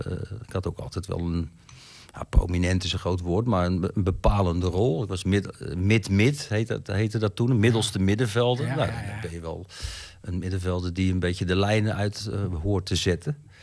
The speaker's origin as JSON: {"language": "Dutch", "region": "Zeeland", "country": "Netherlands", "said": "En ik ben een Zeeuw."}